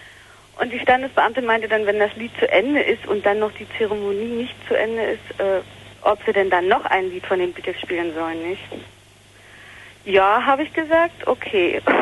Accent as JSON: {"language": "German", "region": "East Germany", "country": "Germany", "said": "also so mit zarten 17... ist man dann so als Ossi-Frau irgendwann mal so, naja, man muss heiraten, nicht?"}